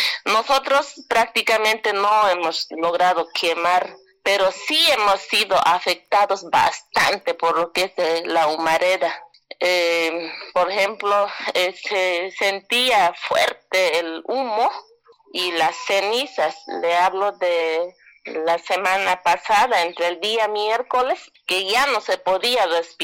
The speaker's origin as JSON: {"language": "Spanish", "town": "Alto Beni", "region": "La Paz", "country": "Bolivia", "said": "Soy de Alto Beni, el sector Sararía. Estamos entre la provincia Caranavi y entre la Arecaja, al lado de Mayaya. Es bastante conocido el lugar. un lugar bastante hermoso, productivo."}